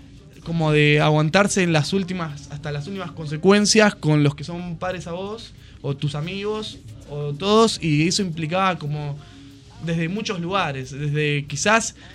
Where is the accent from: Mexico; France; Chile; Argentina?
Argentina; Ramos Mejía, Buenos Aires Province; Somos, sí, somos de Ramos Mejía y los alrededores de Aedo, oeste de la provincia de Buenos Aires.